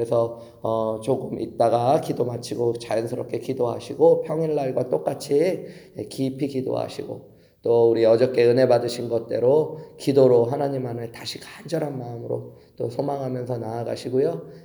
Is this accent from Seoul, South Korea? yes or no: yes; Seoul, South Korea; now in United States; 이렇게 미국에 와서 보면은 서울에서 태어나서 서울에서 살아서 농사 같은 거 잘 모르고 흙 잘 모르고 살다가 미국에 와보니까